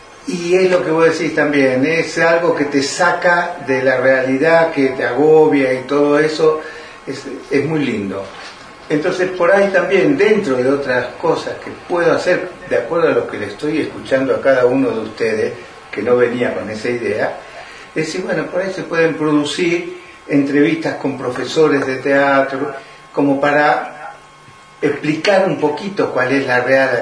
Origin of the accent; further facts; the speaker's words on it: Rosario, Santa Fe, Argentina; moved away as an adult; now in Bariloche, Argentina; Yo nací en Rosario en el 52 y estuve en Rosario hasta hace 34 años me vine con la que en ese momento era una pareja mía y nos terminamos casando acá y acá nos quedamos.